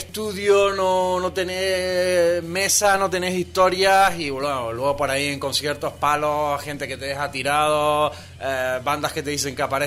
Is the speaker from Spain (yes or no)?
yes; Canary Islands, Spain; Comencé en una emisora comunitaria en mi pueblo, donde nací, donde trabajo y donde vivo habitualmente, en la isla de Gran Canaria, en Islas Canarias, Radio Valle Seco.